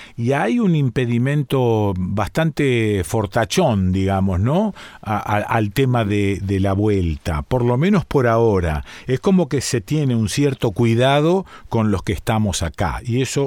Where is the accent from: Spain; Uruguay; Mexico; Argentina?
Argentina; A la luz de cómo somos los argentinos